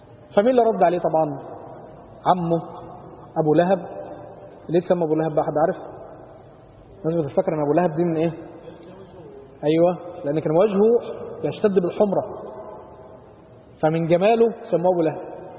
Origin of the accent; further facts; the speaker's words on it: Upper Egypt, Egypt; زي الفرع عندنا في الصعيد كده لما بيبتدي ما بينتهيش بقى